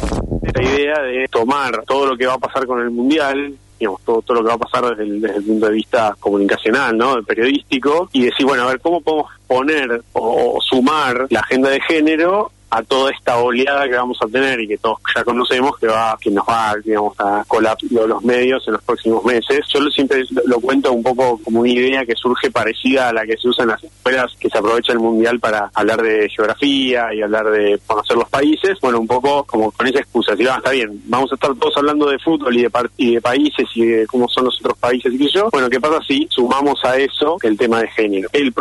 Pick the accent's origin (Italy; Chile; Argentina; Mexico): Argentina; Buenos Aires; yo soy porteño